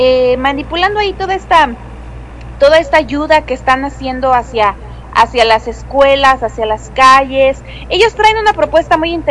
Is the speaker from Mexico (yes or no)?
yes; Mexico; Yo no sé si es porque soy mexicana, pero me encanta nuestra bandera